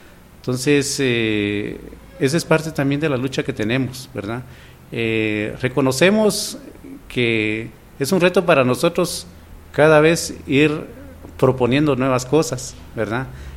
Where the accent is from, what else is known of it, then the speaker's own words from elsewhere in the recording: Guatemala; la violencia en general que vivimos como guatemaltecos, ¿verdad?